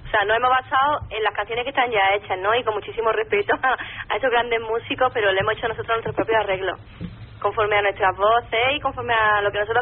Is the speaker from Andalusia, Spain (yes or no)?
yes; Granada, Andalusia, Spain; y ya sí que sería algo, pues, granadino, porque las tres somos granadinas